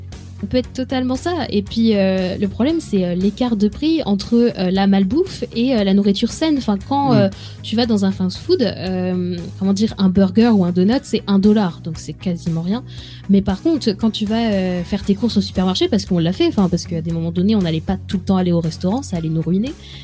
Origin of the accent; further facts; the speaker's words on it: France; Bon, certes, on vient de la France, voilà, gastronomique, tout ça.